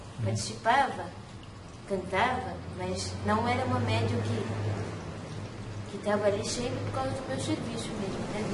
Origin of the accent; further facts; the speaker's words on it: Minas Gerais, Brazil; born there; Mas era ali em Minas, né? A gente era tudo mineiro. Eu nasci também em Minas. Meus pais não, mas eu nasci em Minas.